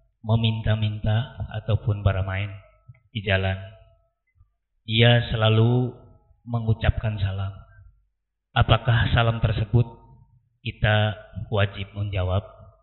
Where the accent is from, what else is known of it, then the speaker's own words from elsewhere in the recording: Bogor, West Java, Indonesia; Kami dari Bogor.